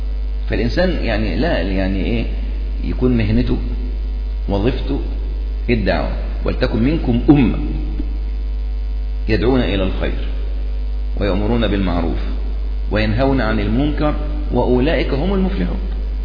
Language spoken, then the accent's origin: Arabic; Upper Egypt, Egypt; طبعا عندنا في الصعيد جماعة جامدين